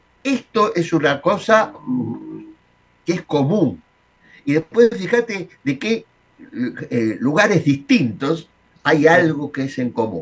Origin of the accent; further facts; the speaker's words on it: Argentina; pero bueno, sí, soy argentino.